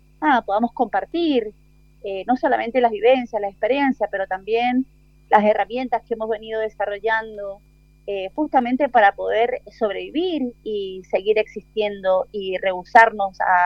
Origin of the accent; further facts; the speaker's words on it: Argentina; born there; estamos las hermanas que nacimos en Argentina y que tenemos este gran arraigo por nuestra identidad boliviana